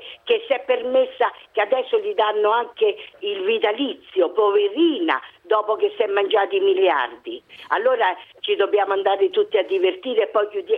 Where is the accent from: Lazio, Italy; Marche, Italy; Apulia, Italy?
Lazio, Italy; Rome; born there; Io sono nata a Roma, abito a Roma.